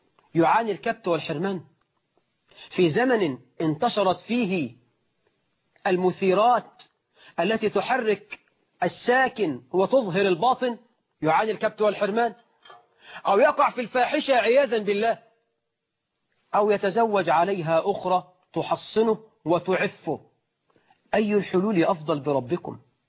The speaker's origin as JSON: {"language": "Arabic", "country": "Egypt", "said": "احنا في الريف عندنا في مصر وفي الصعيد"}